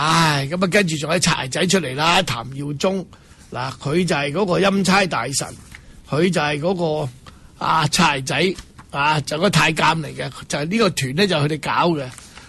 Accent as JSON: {"language": "Cantonese", "country": "Hong Kong", "said": "讲嘢啊，你听下佢点解佢可以代表我哋香港人？"}